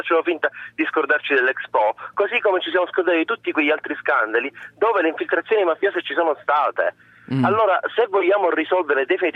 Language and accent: Italian; Palermo, Sicily, Italy; Io che sono di Palermo e sono siciliano, è da 20 anni che sento dire queste cose